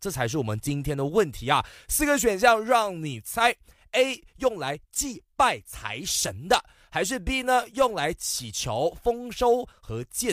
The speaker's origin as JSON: {"language": "Chinese", "town": "Bentong", "region": "Pahang", "country": "Malaysia", "tie": "born or raised there", "said": "今天主持完节目大概八点多九点过后呢，也是要回到我老家班定，大概一个小时的车程啊"}